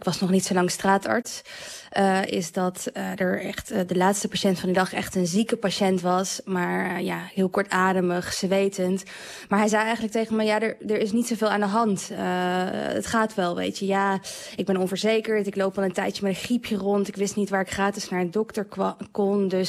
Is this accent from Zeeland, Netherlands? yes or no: yes; Zeeland, Netherlands; ik kwam uit Zeeland.